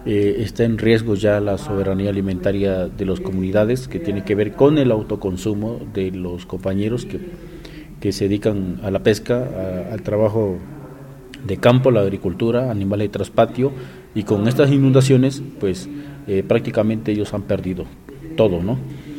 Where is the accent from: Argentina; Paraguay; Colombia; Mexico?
Mexico; Tabasco; soy de Tabasco.